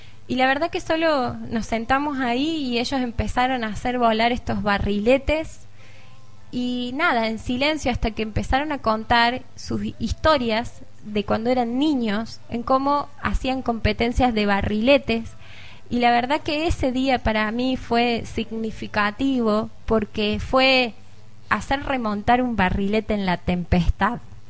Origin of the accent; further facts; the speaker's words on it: Córdoba, Argentina; Vengo de Córdoba capital y he trabajado en realidad siempre con jóvenes.